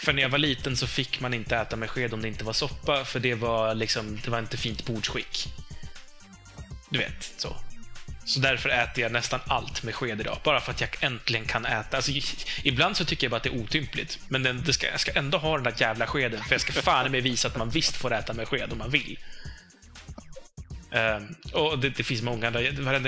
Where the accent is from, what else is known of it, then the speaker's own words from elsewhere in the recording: Uppsala, Uppsala County, Sweden; Jag säger ju mögel, jag är från Uppsala.